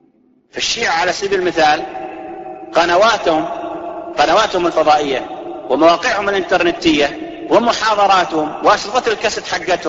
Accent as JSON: {"language": "Arabic", "country": "Saudi Arabia", "said": "ينتشر عندنا في السعودية"}